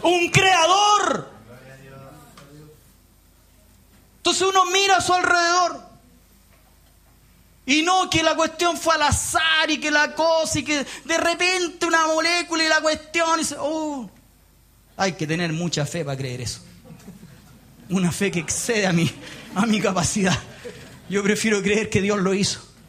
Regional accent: Punta Arenas, Magallanes, Chile; Yo soy de Punta Arenas.

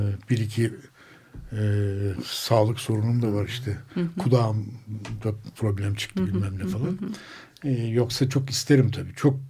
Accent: Kars, Turkey; hepimiz Anadolu'dan gelen kuşaklar, ben Kars'tan

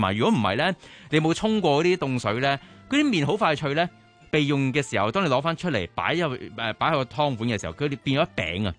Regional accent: Fujian, China; 就係我哋福建人啊嘛

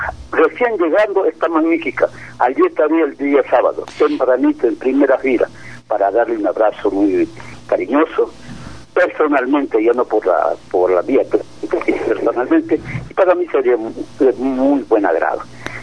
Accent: Ecuador; para mí un placer inmenso estar nuevamente en mi tierra querida y al mismo tiempo disfrutar de las melodías del magnífico programa que siempre escucho cuando estoy aquí. Pues... es algo muy especial que toditos nosotros los ecuatorianos debemos escuchar este programa

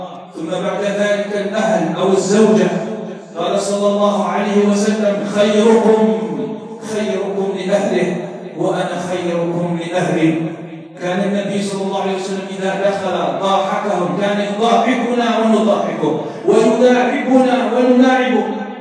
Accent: Algeria; اللهم اجعل بلدنا الجزائر بلدا آمنا مطمئنا

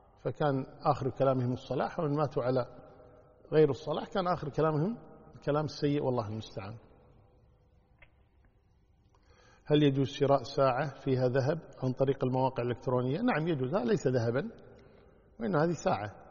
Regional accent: Kuwait; والله إذا كان عندنا في الكويت تروح الوزارة تكلمهم

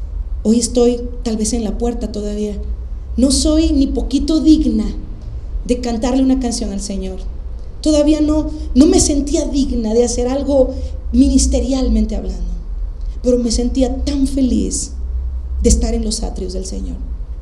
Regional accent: Coatzacoalcos, Veracruz, Mexico; also born or lived in Aguascalientes; Cuando yo me fui de Coatzacoalcos a la ciudad de Aguascalientes, 16 horas de camino para allá, dije, yo nunca voy a volver a Coatzá, no quiero nada con esta ciudad.

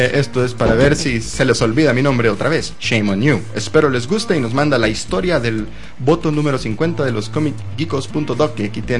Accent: Ecuador; now in Miami, United States; les digo que soy de Ecuador.

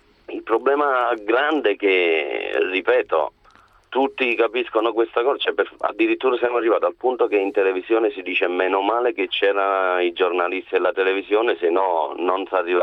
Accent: Naples, Campania, Italy; Vengo da Napoli, quindi diciamo non vengo da un paese, non sono distratto, va bene?

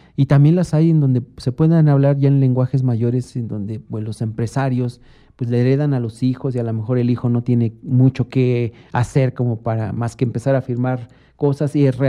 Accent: Mexico; como mexicanos nosotros somos ávidos de consumir esta comercialización infundida

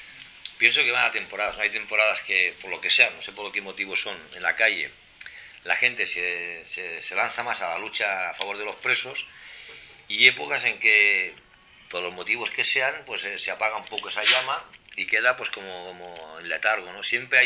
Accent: Vic, Catalonia, Spain; yo en Vic, en la comarca de donde soy, al revés, ¿no?

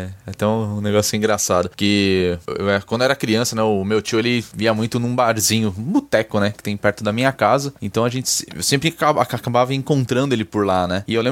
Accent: São Paulo, Brazil; Eu lembro de ir em shopping, e tinha um aqui, eu sou de São Paulo, né?

